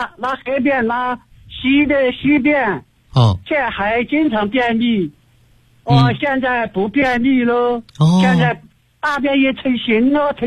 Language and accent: Chinese; Chengdu, Sichuan, China; 我是成都的一名学员。